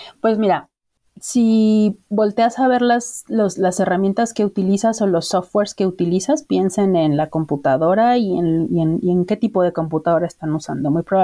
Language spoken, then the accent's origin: Spanish; Mexico; soy una mujer mexicana que habita la Ciudad de México